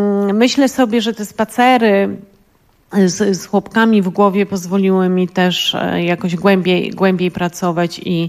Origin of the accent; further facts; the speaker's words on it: Lower Silesian Voivodeship, Poland; dlatego że ja pochodzę właśnie z Dolnego Śląska.